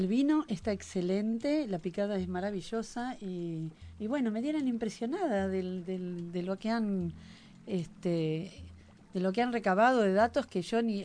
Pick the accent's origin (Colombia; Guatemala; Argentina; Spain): Argentina; Ramos Mejía, Buenos Aires Province; yo me crié en Ramos Mejía, que es un barrio del Gran Buenos Aires. O sea que soy porteña, acá me llaman porteña, pero en realidad soy una nacida y criada en un barrio.